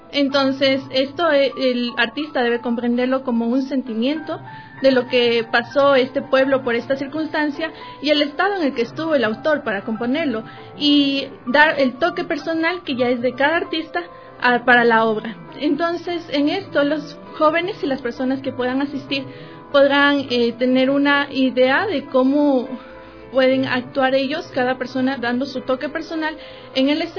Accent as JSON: {"language": "Spanish", "country": "Ecuador", "said": "nosotros como talentos ecuatorianos tenemos la obligación y el compromiso con nuestra sociedad"}